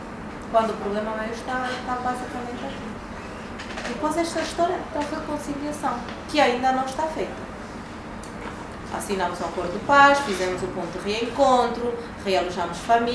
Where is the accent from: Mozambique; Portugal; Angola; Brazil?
Angola; nós como angolanos ainda não nos reconciliamos.